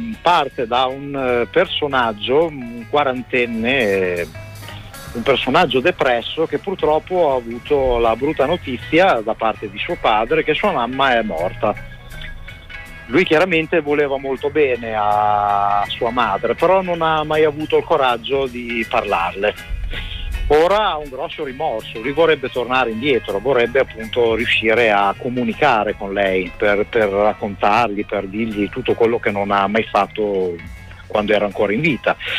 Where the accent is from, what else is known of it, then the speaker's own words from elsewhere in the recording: Bologna, Emilia-Romagna, Italy; Bologna è la mia città natale, quindi è molto importante per me.